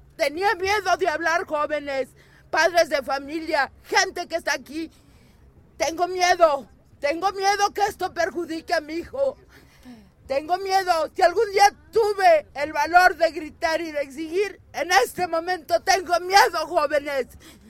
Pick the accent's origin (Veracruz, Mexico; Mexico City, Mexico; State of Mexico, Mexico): Mexico City, Mexico; me hacía más orgullosa todavía ser del Distrito Federal